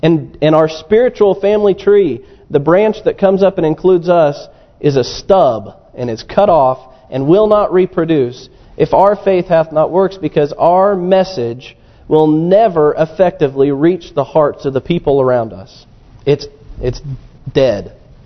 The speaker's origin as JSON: {"language": "English", "region": "Missouri", "country": "United States", "tie": "born or raised there", "said": "Now, I grew up in Missouri, which is the show me state."}